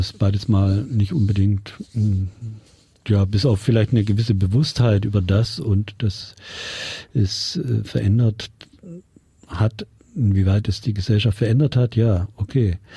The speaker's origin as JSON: {"language": "German", "region": "Bavaria", "country": "Germany", "said": "ich komme sogar aus Bayern"}